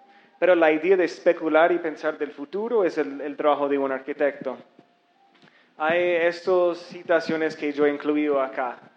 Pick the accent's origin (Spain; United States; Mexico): United States; Spanish is a second language; moved away as an adult; now in Bogotá, Colombia; soy de Estados Unidos, pero vivo en Bogotá.